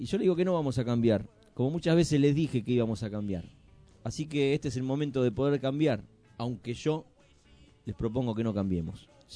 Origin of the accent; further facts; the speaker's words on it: Argentina; porque somos argentinos y si no fuéramos argentinos, ¿de qué país seríamos?